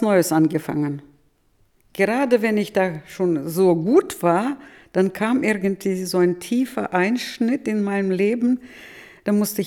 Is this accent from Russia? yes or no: yes; Novotroitsk, Orenburg Oblast, Russia; German is a second language; now in Germany; Und ich komme aus Novotroiz, das sind nur 20 Kilometer Differenz.